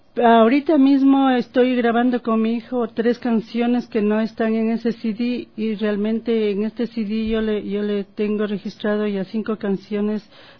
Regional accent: Baños, Tungurahua, Ecuador; born there; y me radico ahí por 38 años. Pero sin embargo siempre solía ir a Baños y más aún ahora voy frecuentemente a mi tierra porque uno lleva en la sangre la nostalgia de la tierra que le vio nacer.

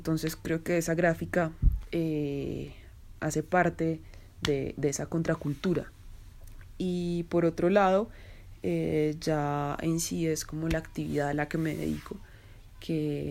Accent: Zipaquirá, Cundinamarca, Colombia; born there; moved away as an adult; now in Bogotá, Colombia; yo nací en Zipaquirá y hace un poco más de 10 años me vine a vivir a Bogotá cuando terminé mi carrera universitaria.

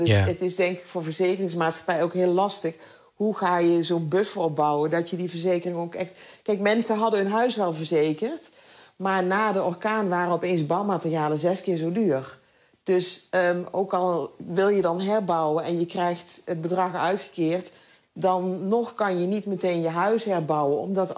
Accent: Netherlands; ik ben in Nederland opgegroeid en ik ben niet opgegroeid met de Bijbel.

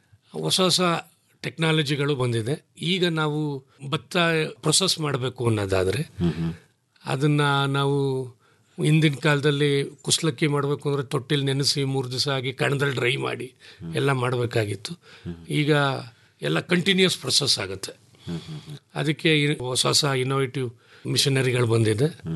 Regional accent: K R Nagar, Karnataka, India; ನಾವು K R ನಗರದವರು.

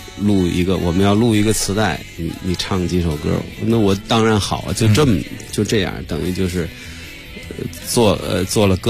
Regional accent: Beijing, China; 所以就官园桥这一带，肯定是因为小时候那个唱歌、弹琴

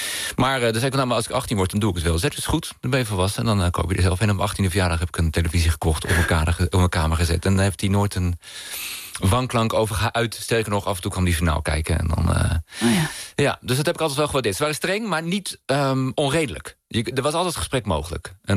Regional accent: Nijkerk, Gelderland, Netherlands; Ik kom uit een groot gezin. Ik heb 1 broer en 4 zussen. En we zijn opgegroeid in Nijkerk.

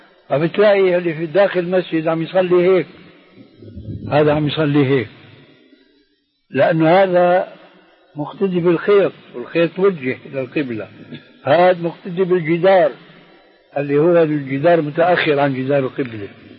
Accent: Syria; هذه عندنا في الشام في سوريا مشهورة هذا الحديث، وجئت هنا وسمعته أيضا

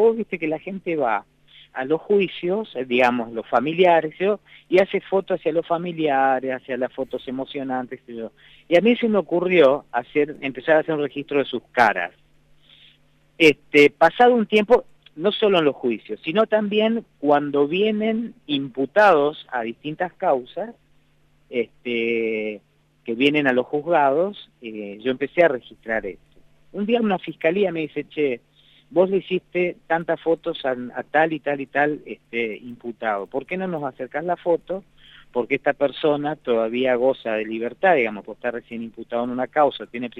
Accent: Resistencia, Chaco, Argentina; Yo vengo del Chaco, y en Resistencia nos conocemos todos

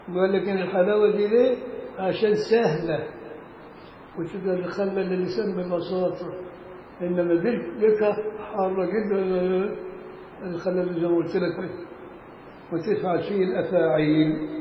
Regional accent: Egypt; عارف والله المصري شعب ذكي، مش عشان أنا مصري.

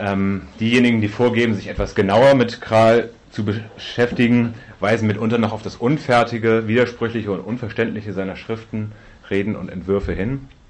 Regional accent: Hamburg, Germany; Für uns als Hamburger war das jetzt nicht so alles selbstverständlich, wir müssen uns da gewissermaßen von außen einarbeiten.

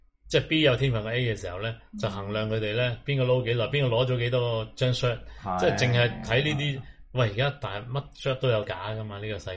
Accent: Hong Kong; 即系我哋香港人好得意嘅，成日笑大陆啲人咧，

